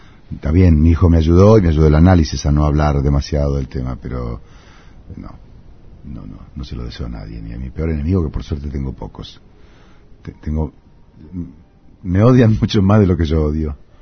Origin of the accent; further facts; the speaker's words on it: Tandil, Buenos Aires Province, Argentina; Yo soy un muchacho de Tandil que intenté